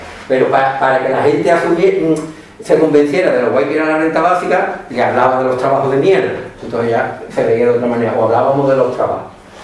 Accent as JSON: {"language": "Spanish", "region": "Andalusia", "country": "Spain", "said": "aquí somos todos cercanos al centro del mundo de Morón, todos somos andaluces."}